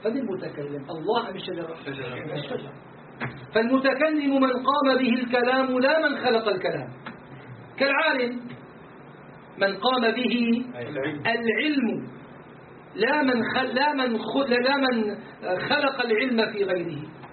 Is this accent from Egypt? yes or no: no; Damascus, Damascus Governorate, Syria; من دمشق أشعري العقيدة جلازيري الطريقة